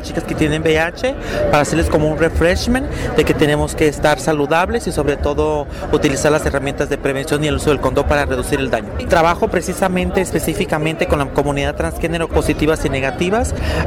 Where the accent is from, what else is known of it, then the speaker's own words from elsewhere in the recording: Michoacán, Mexico; moved away; Yo soy de Michoacán, pero estaba en Guadalajara